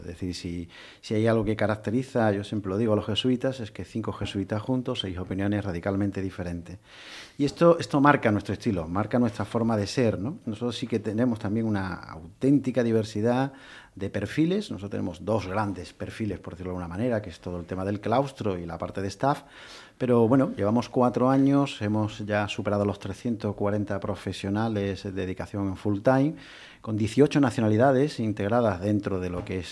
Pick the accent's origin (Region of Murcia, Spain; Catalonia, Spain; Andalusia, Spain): Andalusia, Spain; Algeciras; now in Seville, Spain; mucho más cerca del paraíso que es Algeciras, que es de donde soy yo.